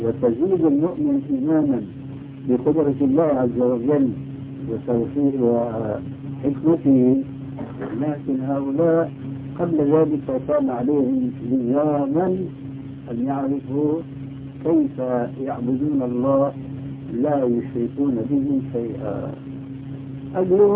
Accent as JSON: {"language": "Arabic", "town": "Damascus", "region": "Damascus Governorate", "country": "Syria", "tie": "born or raised there", "also_born_or_lived": "Albania", "lives_now": "Jordan", "said": "أنا أصلي ألماني ثم دمشقي ثم أردني، فأنا أعرف البلاد هاي كل واحدة لها إيش مجهولة المصيبة"}